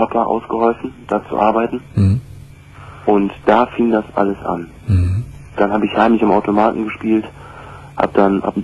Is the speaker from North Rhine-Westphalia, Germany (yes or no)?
yes; Düsseldorf, North Rhine-Westphalia, Germany; Ich komme aus Düsseldorf